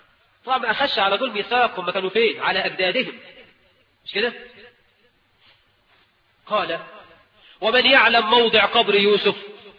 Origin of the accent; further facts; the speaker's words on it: Egypt; وإحنا كمصريين نطلق الجزء ونريد به الكل.